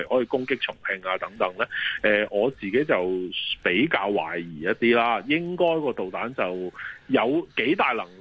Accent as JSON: {"language": "Cantonese", "country": "Hong Kong", "said": "即係我哋香港人都知啦"}